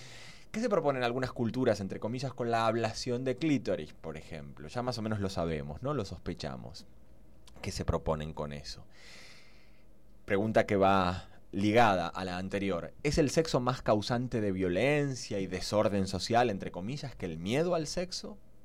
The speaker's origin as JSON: {"language": "Spanish", "region": "Buenos Aires", "country": "Argentina", "said": "Recordad que soy argentino porteño. Mira, ya he vuelto al castizo, voy a seguirlo en porteño argentino. Que soy porteño"}